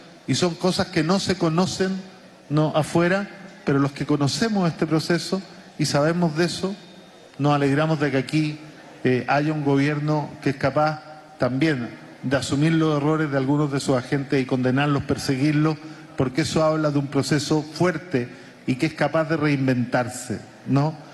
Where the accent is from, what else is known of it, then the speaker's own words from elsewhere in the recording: Chile; Y lo digo como chileno porque nosotros no alcanzamos a resistir 3 años cuando tuvimos nuestro proceso